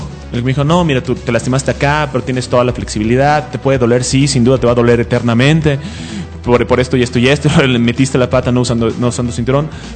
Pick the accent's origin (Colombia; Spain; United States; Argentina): United States; now in Mexico; como fui criado en los Estados Unidos casi, tengo un sentido del humor muy americano